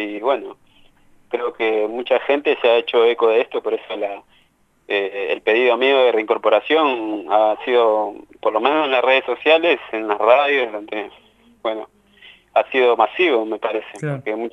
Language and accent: Spanish; Peru; siendo que yo soy peruano.